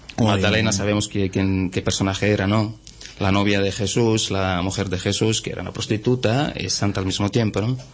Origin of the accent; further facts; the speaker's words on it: Cerchiara di Calabria, Calabria, Italy; Spanish is a second language; vamos a cantar una tarantela tradicional, en dialecto de mi pueblo, Cerchiara y Calabria.